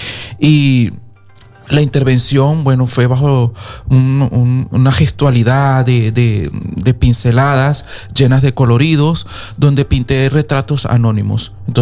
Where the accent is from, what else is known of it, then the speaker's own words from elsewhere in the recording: Venezuela; now in Spain; siendo un artista venezolano